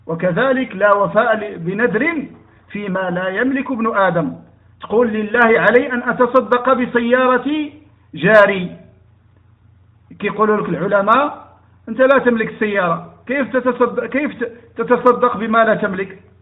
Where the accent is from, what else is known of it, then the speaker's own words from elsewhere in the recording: Morocco; مثلا عندنا في المغرب